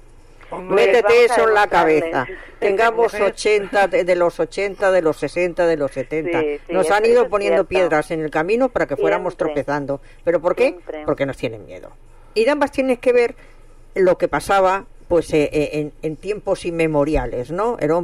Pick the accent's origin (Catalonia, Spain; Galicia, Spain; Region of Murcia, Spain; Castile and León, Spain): Catalonia, Spain; Barcelona; moved away; No, yo no nací aquí, yo soy catalana.